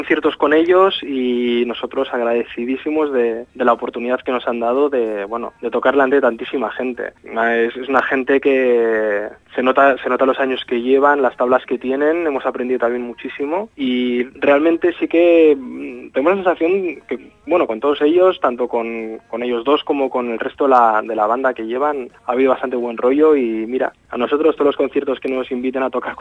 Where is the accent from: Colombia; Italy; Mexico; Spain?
Spain; Barcelona, Catalonia; nosotros somos de Barcelona y hemos tocado únicamente siempre en Barcelona